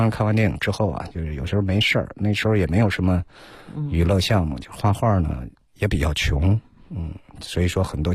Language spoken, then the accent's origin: Chinese; Henan, China; 我是河南的嘛，